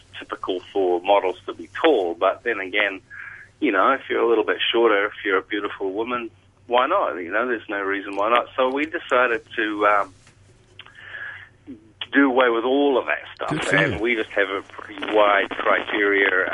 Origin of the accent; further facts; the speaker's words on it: New Zealand; we did my home country, New Zealand, events in March, April this year.